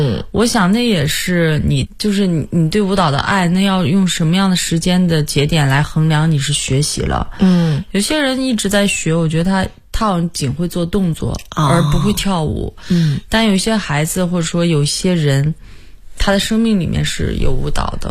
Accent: Hohhot, Inner Mongolia, China; 因为我的老家在内蒙古呼和浩特市，我们那边特别多的时候都会有那种就是音乐啊，蒙族音乐，

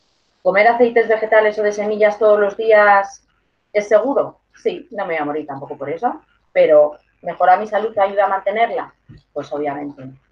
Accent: Community of Madrid, Spain; Yo soy de la Comunidad de Madrid, que es donde me muevo.

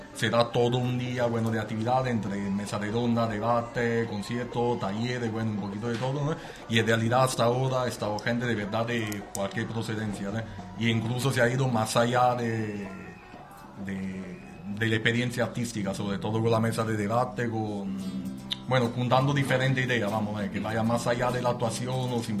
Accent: Italy; now in Spain; yo siendo italiano intento estar al tanto de lo que pasa ahí también

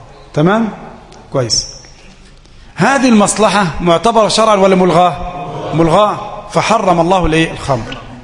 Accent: Egypt; ممكن عندنا في مصر مثلا يعني نعمل اصطلاح إذا كانت خضراء نقف وزرقاء نمشي؟

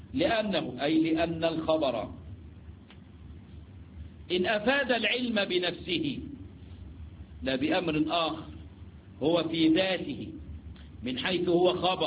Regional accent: Egypt; جماعة اللي هم اللي احنا عندنا في مصر بنسميهم يعني على الله

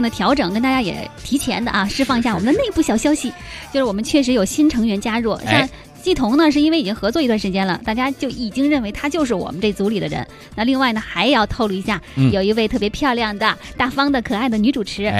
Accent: Beijing, China; 可能对于我们北京人来讲呢，今天没有什么特殊，

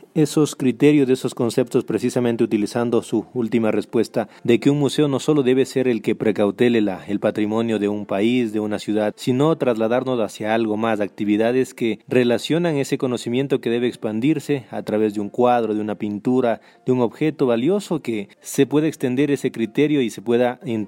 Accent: Ecuador; lo que somos los ecuatorianos

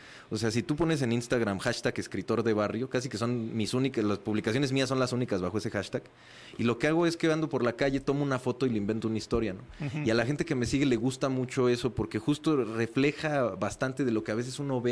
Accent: Mexico; lo mío para englobarnos a todos, ¿no? Como mexicanos, justo.

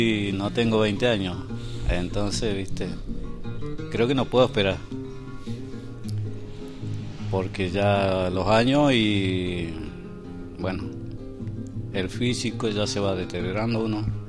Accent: Chubut, Argentina; now in El Bolsón, Argentina; yo soy... oriundo de acá, 60 kilómetros de Maitén.

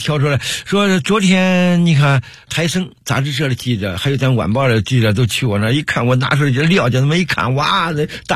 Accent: Henan, China; now in Beijing, China; 你想我是河南人装毛猴来到北京

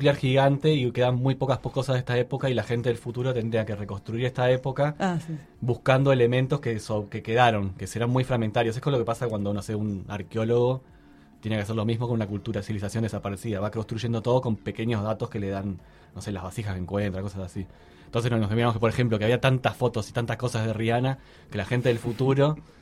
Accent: Uruguay; yo me siento re uruguayo. O sea, aunque no quiera, voy a transmitir eso en mi música

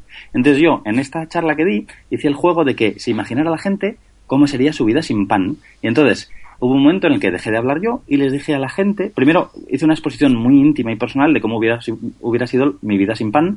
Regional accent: Basque Country, Spain; Yo, por ejemplo, soy de Vizcaya.

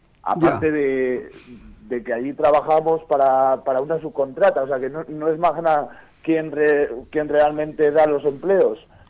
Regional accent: Borobia, Castile and León, Spain; yo entré ahí a trabajar en la mina de Borovia porque, como era mi pueblo, ¿no?

